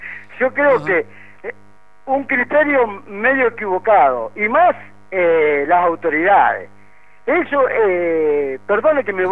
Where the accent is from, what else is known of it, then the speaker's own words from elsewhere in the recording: Santa Fe, Argentina; Yo le comento, del año 83, que soy árbitro santafesino.